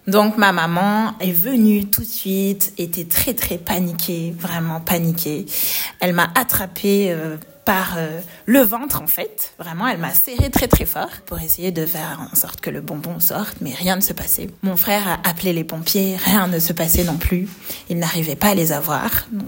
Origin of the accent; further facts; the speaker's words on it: Marseille, Provence-Alpes-Côte d'Azur, France; J'étais à Marseille parce que c'est là où j'ai grandi